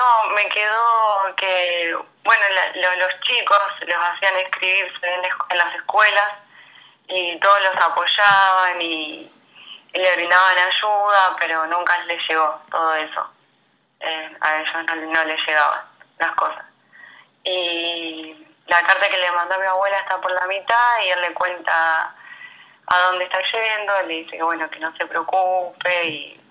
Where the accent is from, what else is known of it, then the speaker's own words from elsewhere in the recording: San Lorenzo, Argentina; Tengo 30 años, soy de San Lorenzo